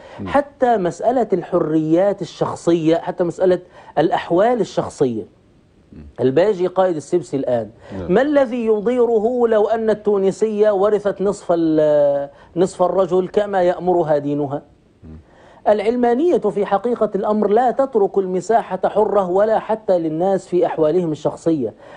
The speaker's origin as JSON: {"language": "Arabic", "country": "Egypt", "said": "نحن عندنا في مصر"}